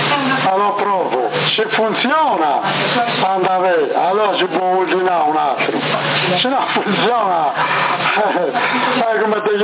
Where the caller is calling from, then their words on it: Sassari, Sardinia, Italy; Qua siamo nel nord Sardegna, Sassari.